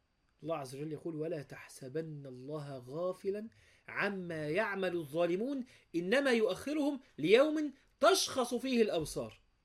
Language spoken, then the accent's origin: Arabic; Egypt; ممكن ده مش عندنا في مصر